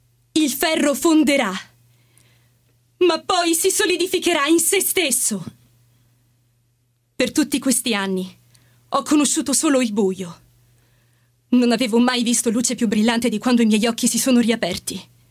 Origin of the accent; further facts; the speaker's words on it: Gioia del Colle, Apulia, Italy; vengo dalla Puglia.